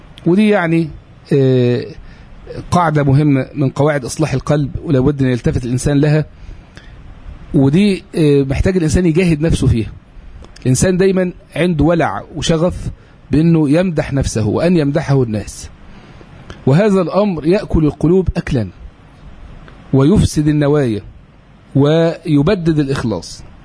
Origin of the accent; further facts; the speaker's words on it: Egypt; عندنا في مصر الدولة تفسح جدا جدا لهذا الاتجاه.